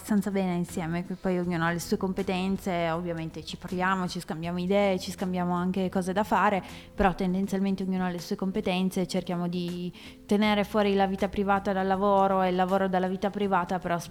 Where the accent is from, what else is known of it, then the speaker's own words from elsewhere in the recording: Cantalupa, Piedmont, Italy; io sono di Cantalupa, che è un paesino minuscolo di 2000 persone.